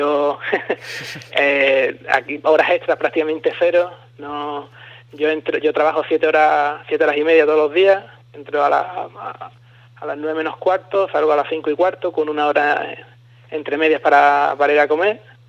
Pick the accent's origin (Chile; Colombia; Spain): Spain; estoy yo, que soy español